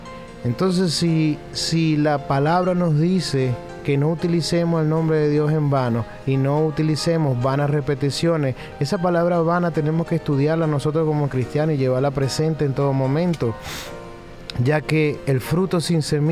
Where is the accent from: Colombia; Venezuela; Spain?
Venezuela; Soy venezolano